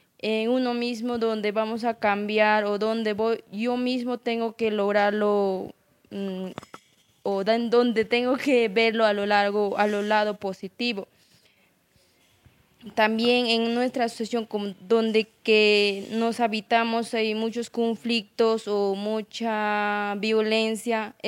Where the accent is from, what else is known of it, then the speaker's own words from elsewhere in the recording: Ayacucho, Peru; yo vengo de Perú, que es departamento Ayacucho.